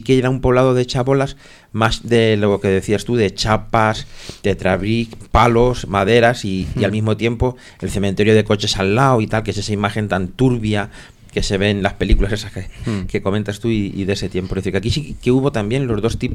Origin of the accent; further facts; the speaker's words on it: Madrid, Community of Madrid, Spain; Yo no de pequeño no me crié aquí, me crié en Aluche, que está cerca.